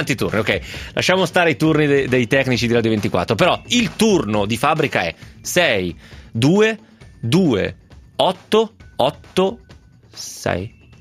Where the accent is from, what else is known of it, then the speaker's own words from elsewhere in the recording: Lecco, Lombardy, Italy; Io sono di Lecco e conosco il mio dialetto